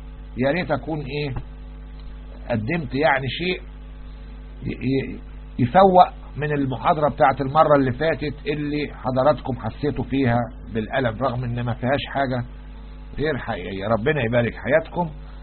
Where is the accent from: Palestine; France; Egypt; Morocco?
Egypt; يعني عندنا نوادي أجنبية في مصر